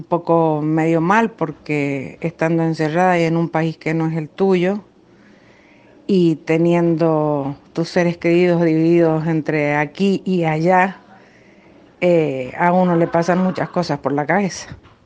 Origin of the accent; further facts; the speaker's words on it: Argentina; now in Florianópolis, Brazil; soy argentina, tengo 55 años y en este momento estoy en la isla de Florianópolis, Brasil.